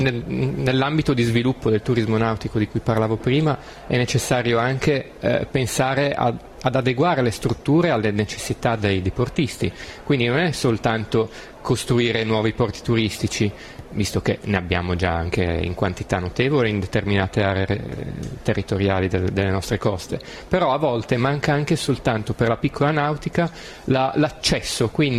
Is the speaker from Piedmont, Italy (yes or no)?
yes; Turin, Piedmont, Italy; now in Genoa, Italy; Io sono torinese e mi sono trasferito qua a Genova